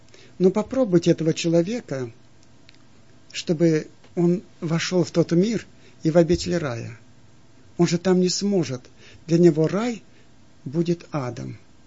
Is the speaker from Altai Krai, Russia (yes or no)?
yes; Aleysk, Altai Krai, Russia; в детстве я в Алтайском крае жил, в городе Алейске